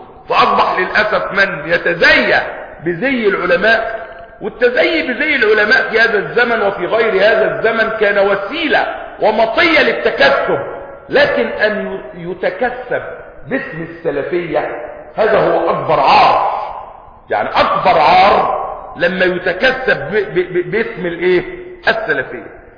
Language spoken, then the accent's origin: Arabic; Egypt; والحمد لله ان بلدنا مصر يعني اقل البلاد خسارة